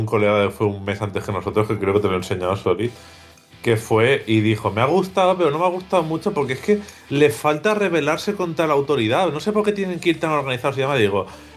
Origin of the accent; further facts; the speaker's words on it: Benidorm, Valencian Community, Spain; yo soy de Benidorm, ¿vale? Para el que no lo sepa.